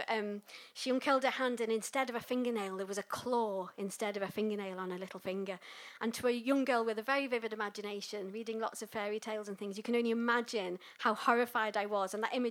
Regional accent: Liverpool, North West England, United Kingdom; So I grew up in North Liverpool, next to a little town called Melling.

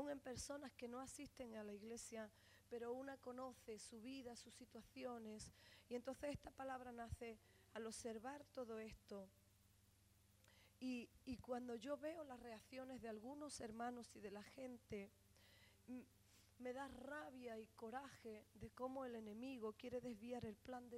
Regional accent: Spain; será porque España es bonita. Si es la primera nación donde la gente quiere venir, es porque mi tierra es una tierra bendita

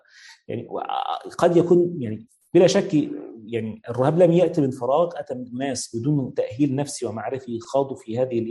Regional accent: Egypt; زي مثلا عندنا في مصر

